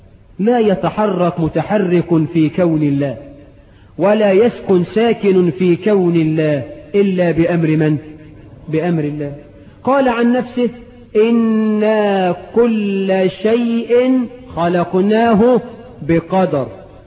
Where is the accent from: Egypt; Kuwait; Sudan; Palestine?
Egypt; وعندنا في مصر كتير بقى،